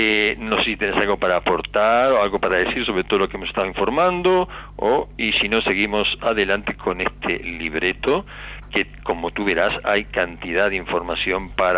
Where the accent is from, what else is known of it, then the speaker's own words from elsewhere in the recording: Uruguay; buscar en las raíces de lo que somos como orientales, como uruguayos